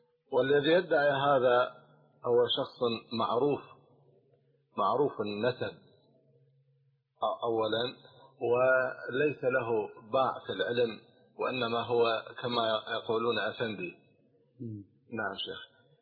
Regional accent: Jordan; هنا عندنا في الأردن

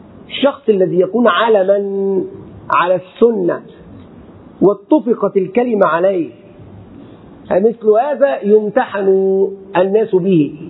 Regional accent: Egypt; أتكلم عن بلدي مصر

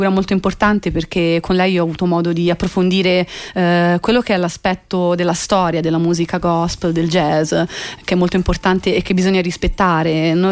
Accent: Tuscany, Italy; Nel mio paese, dove ci sono pochissime cose, perché è un piccolissimo paese in provincia di Pisa, il paese appunto dove sono nata e cresciuta

